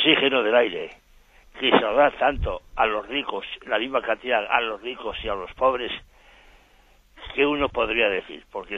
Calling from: Madrid, Community of Madrid, Spain; de Madrid.

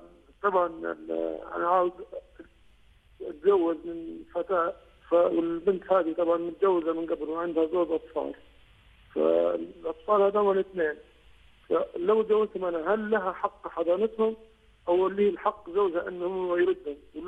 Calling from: United Kingdom; أنا صراحات من بريطانيا

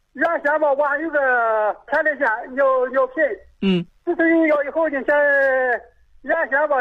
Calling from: Changtu, Liaoning, China; 我辽宁长途县。

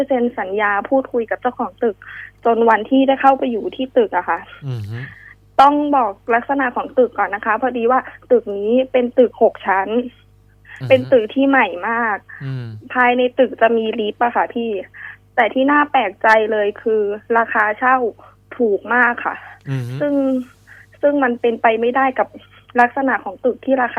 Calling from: Bangkok, Thailand; แถวสิริราชค่ะ

